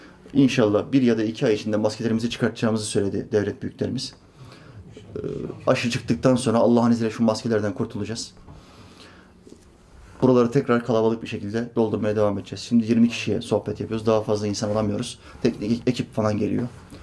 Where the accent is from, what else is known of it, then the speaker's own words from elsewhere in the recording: Norway; ben Norveç'te doğdum, büyüdüm. Ama bizim memleket Makedonya Resne.